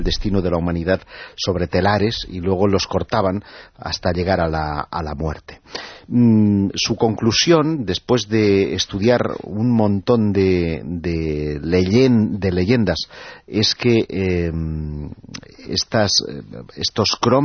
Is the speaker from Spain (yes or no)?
yes; Catalonia, Spain; Bueno, por hablar de mi tierra, en toda la zona de la Ampurdana hay 150 megalitos